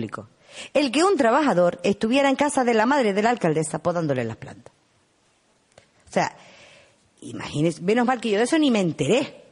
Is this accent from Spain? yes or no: yes; Uga, Canary Islands, Spain; Yo soy del pueblo de Uga. Y mi madre es del pueblo de Uga.